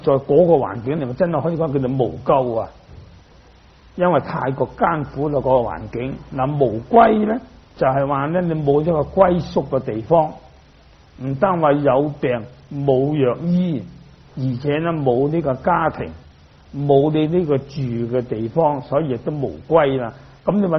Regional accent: Dongguan, Guangdong, China; 我哋鄉下就好多魚塘嘅，咁我本身我係東莞人，咁啊東莞就好多魚塘嘅，條條村都有魚塘嘅。

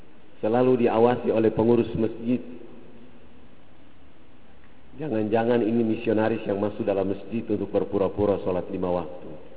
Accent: Fakfak, West Papua, Indonesia; moved away; also born or lived in Makassar; asli dari Fakfak. Kampungnya paling ujung ini. Lahir di Fakfak di sebuah desa kecil. Tahun 79 itu hijrah ke Makassar untuk mendapatkan pengetahuan Islam dan pendidikan yang lain.

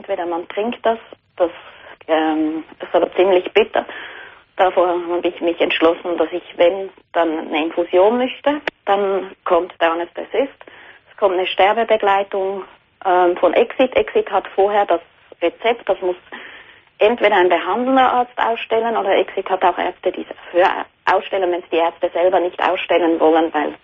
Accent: Switzerland; ich komme auch aus der Schweiz.

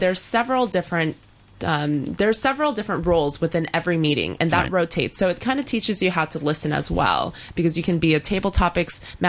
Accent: United States; I'm from the States.

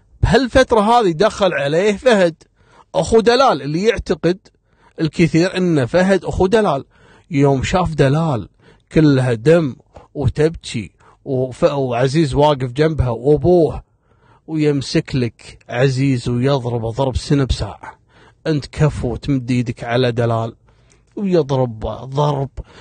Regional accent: Kuwait; وتدخل كلية عندنا في الكويت، كلية التربية.

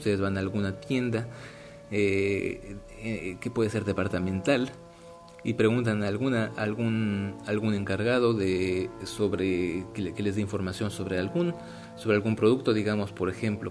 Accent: Mexico; que yo los vi un poco diferentes en cuanto a México, que es de donde yo soy

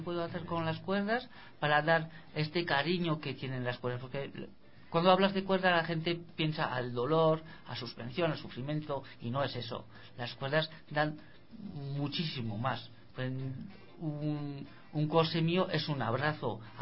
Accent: Nouvelle-Aquitaine, France; first language Basque; Spanish is a second language; now in Spain; yo fui a la escuela en Francia. Yeah. Hace solo 8 años que vivo lao español. Pero como mi pueblo toca 3 pueblos españoles, me siento tanto de un lado que del otro.

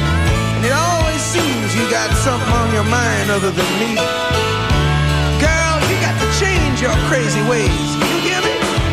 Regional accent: Teramo, Abruzzo, Italy; io sono abruzzese, sono di Teramo per la precisione

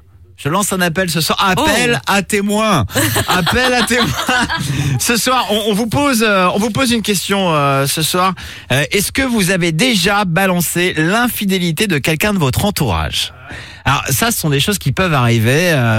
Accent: Brittany, France; Mais justement, moi aussi je suis breton.

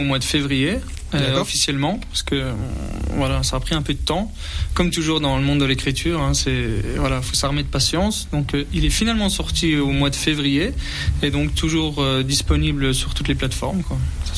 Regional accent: Remiremont, Grand Est, France; j'ai 37 ans. J'habite Remiremont, je suis originaire de Remiremont de base. Et après de longs voyages, je suis revenu dans notre région

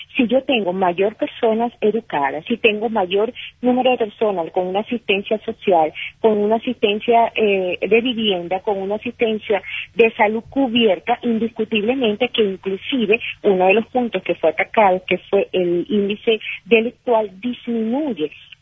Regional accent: Venezuela; como nosotros venezolanos sabemos y queremos vivir en paz

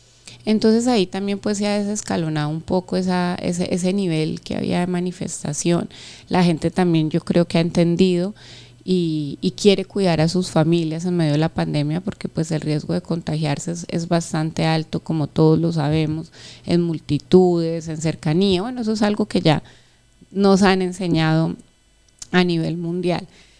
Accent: Colombia; porque todos somos colombianos, somos hijos de la misma patria, somos hermanos

